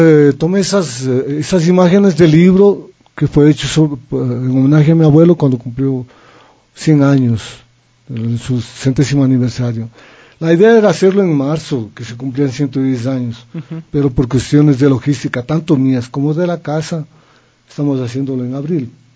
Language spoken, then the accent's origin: Spanish; Riobamba, Chimborazo, Ecuador; Yo cuando era muchacho viajaba a dedo de Riobamba, porque soy de Riobamba